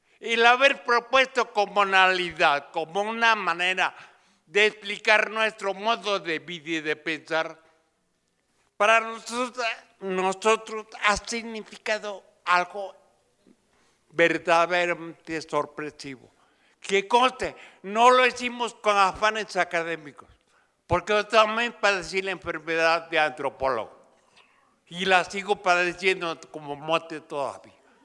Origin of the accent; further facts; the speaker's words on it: Oaxaca, Mexico; en los zapotecos, de donde yo vengo, aunque no hablo zapoteco, que quede claro, pero soy serrano zapoteco.